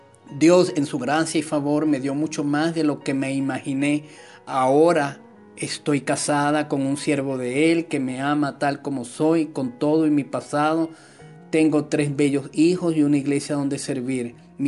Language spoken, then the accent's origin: Spanish; Dominican Republic; montaña más alta del Caribe, que según tengo entendido es en República Dominicana, que se encuentra en mi país